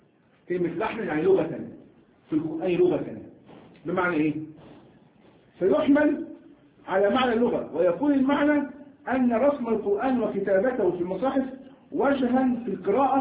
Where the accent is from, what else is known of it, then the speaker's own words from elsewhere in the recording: Egypt; وعندنا ايضا كمصريين لا نقول بالجيم جاء نقول جاء جاء جاء فنحن هكذا.